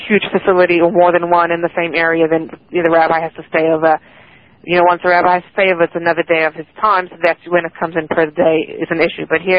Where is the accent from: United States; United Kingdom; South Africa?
South Africa; I'm originally from South Africa.